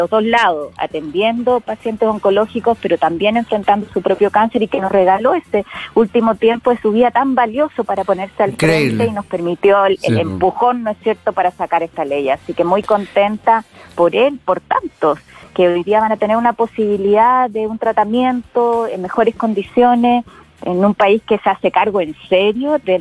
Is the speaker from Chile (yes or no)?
yes; Magallanes, Chile; Yo que soy magallánica, que sé lo que es vivir en regiones extremas